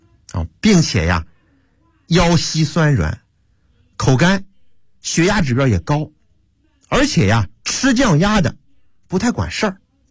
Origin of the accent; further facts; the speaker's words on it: Hebei, China; 我赶紧说，我老家也是河北的。